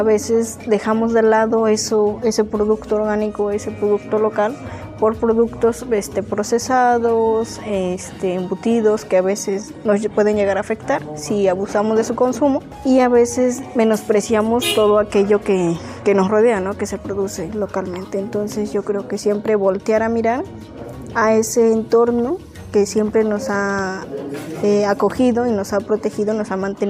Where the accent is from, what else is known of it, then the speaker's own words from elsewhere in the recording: Yehualichan, Puebla, Mexico; soy de Yehualichan